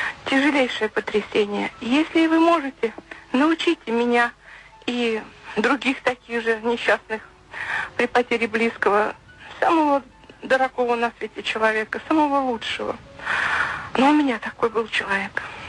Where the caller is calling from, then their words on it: Bryansk, Bryansk Oblast, Russia; Я звоню вам из Брянска. Мне 56 лет.